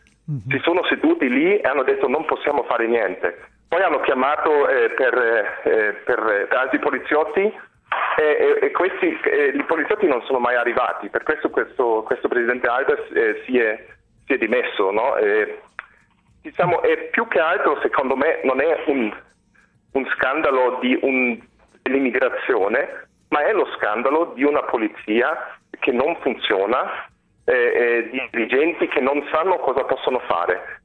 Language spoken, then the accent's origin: Italian; Munich, Bavaria, Germany; Non direi, guarda, io sono di Monaco.